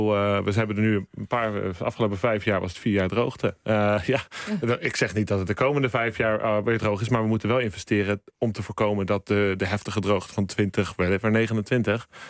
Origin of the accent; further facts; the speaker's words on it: Netherlands; Ja, wij als Nederlander, ik denk dat half Nederland zwembadland in opstand zou komen.